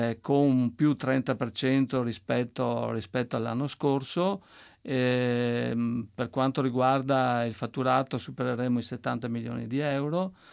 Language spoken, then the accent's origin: Italian; Veneto, Italy; noi siamo veneti